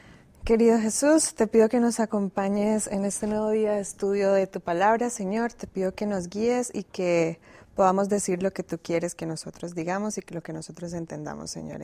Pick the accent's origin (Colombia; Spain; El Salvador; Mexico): Colombia; Eso que yo soy también de Colombia.